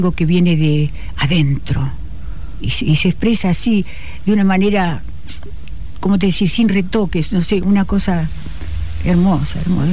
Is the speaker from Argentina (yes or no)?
yes; Bombal, Santa Fe, Argentina; also born or lived in Buenos Aires Province; now in Rosario, Argentina; Mirá, me crié, es decir, pasé 2 años de mi primera infancia en Bombal, exactamente.